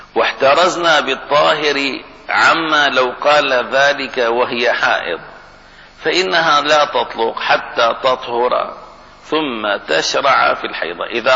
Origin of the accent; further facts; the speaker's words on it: Baghdad, Baghdad Governorate, Iraq; accent: Baghdadi; معنى هذا لا عند لغتي ولهجتي أهل بغداد